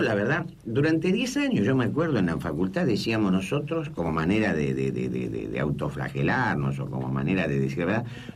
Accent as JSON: {"language": "Spanish", "country": "Argentina", "said": "porque soy argentino."}